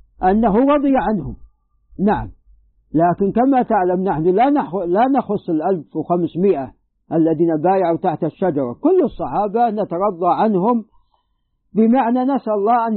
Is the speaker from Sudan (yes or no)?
no; Najd, Saudi Arabia; حتى عندنا في نجد يعني استنبتوا الفقع الكمأة